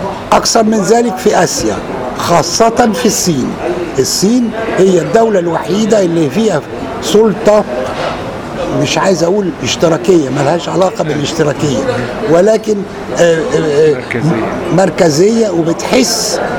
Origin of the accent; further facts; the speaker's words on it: Egypt; على عكس ما يحدث عندنا في مصر وفي البلاد المهمشة